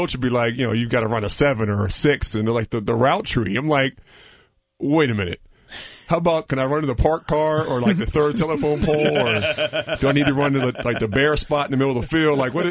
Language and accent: English; Pittsburgh, Pennsylvania, United States; I was a big Steeler fan growing up in Pittsburgh.